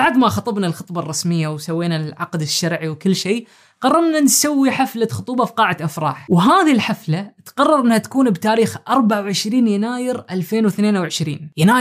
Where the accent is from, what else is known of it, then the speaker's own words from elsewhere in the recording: Oman; now in Turkey; عمري 31 سنة وأنا من عمان.